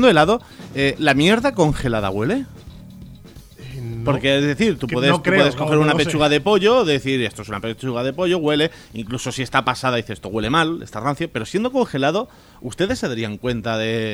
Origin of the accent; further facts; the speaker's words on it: Ibiza, Balearic Islands, Spain; Para quien no lo sepa, lo he dicho muchas veces en distintos medios, yo soy de Ibiza. En Ibiza tenemos cierto pique con los de Mallorca